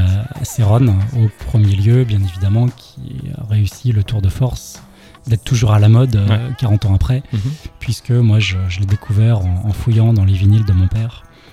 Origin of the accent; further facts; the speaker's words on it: Rennes, Brittany, France; Bah, moi, je viens de Rennes, comme tu l'as dit